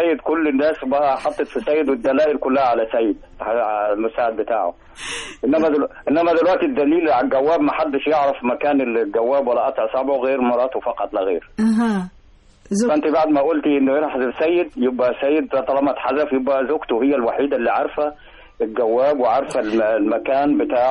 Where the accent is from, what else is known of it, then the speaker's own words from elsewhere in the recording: El Qanater El Khayreya, Qalyubia, Egypt; قناطر الخيرية